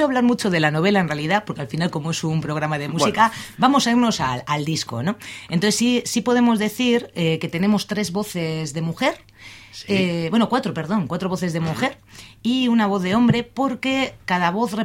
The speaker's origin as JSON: {"language": "Spanish", "region": "Basque Country", "country": "Spain", "said": "somos una gente de Ezkerraldea y de Bilbo"}